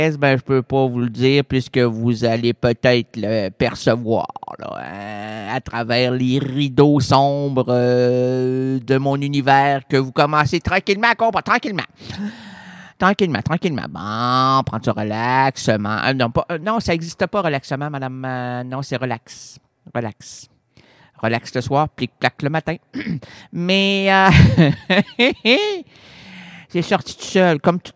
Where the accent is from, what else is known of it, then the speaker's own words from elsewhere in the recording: Quebec City, Quebec, Canada; Hey, moi, je suis un gars des bois. OK? Pour ça que je viens de Limoilou, moi. Il y a de la forêt à Limoilou.